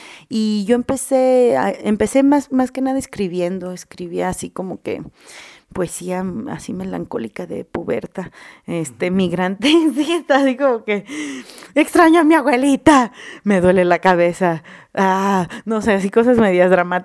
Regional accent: Guanajuato, Mexico; yo soy de Guanajuato, Guanajuato. Yo nací ahí enfrente del mercado, al lado de los tacos del Paisa, en el sanatorio del Sagrado Corazón con el doctor Cisneros. Mi familia, pues somos de Guanajuato, de Guerrero

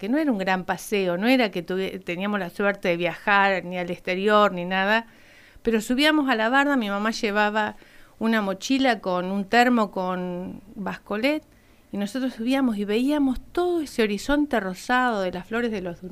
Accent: Villa Regina, Río Negro, Argentina; born there; yo nací en el Valle de Río Negro, uh-huh, en Villa Regina.

